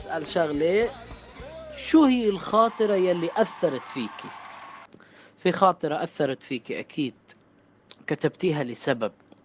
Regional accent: Karbala Governorate, Iraq; مثلا أنا من الجنوب، من محافظة كربلاء المقدسة

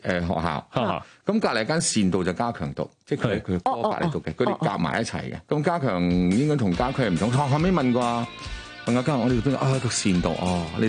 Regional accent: Cheung Sha Wan, Kowloon, Hong Kong; born there; 我喺呢个叫长沙湾出世，

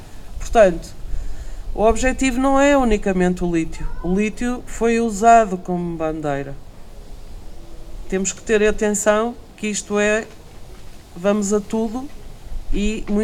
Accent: Centro, Portugal; na zona Beira Serra, de onde eu venho, temos 34 concelhos ameaçados por pedidos de prospeção.

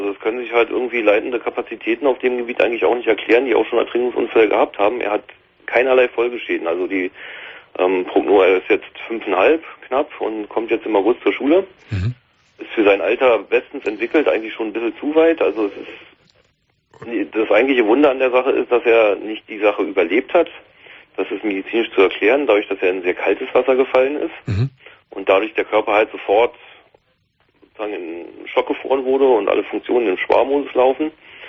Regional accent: Berlin, Germany; Und ich bin eigentlich Berliner und wir haben in Berlin den gleichen Hubschraubertyp.

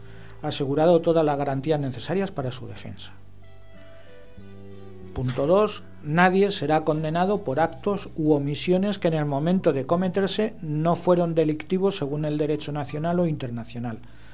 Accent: Spain; sobre todo en una cultura como la española, que no estamos acostumbrados a escribir a nuestro diputado

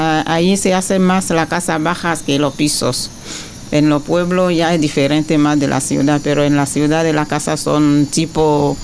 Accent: Bocanda, Côte d’Ivoire; Spanish is a second language; Yo vengo de... Mi ciudad es Bocana, pero mi pueblo es Sosuyaocro.

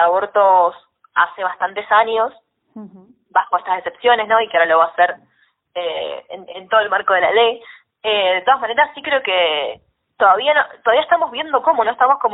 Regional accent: Mendoza, Argentina; Yo vengo desde Mendoza, muy cerquita de, en realidad, ya más cerca de Chile, de la frontera con Santiago de Chile que con Buenos Aires, que nos queda en la otra punta

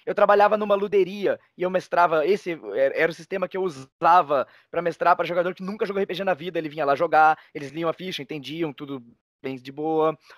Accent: Cascavel, Paraná, Brazil; Eu sou de Cascavel, Paraná.

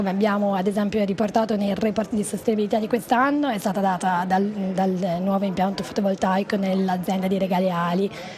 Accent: Aosta, Aosta Valley, Italy; perché sono di Aosta di origine.

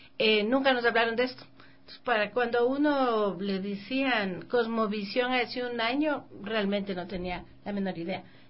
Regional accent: Quito, Pichincha, Ecuador; born there; Aquí en Quito.

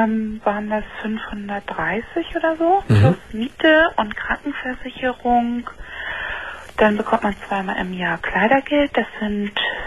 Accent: Kiel, Schleswig-Holstein, Germany; Dann, also ich komme aus Kiel, gehe hier schön an Ostsee spazieren, botanischer Garten.

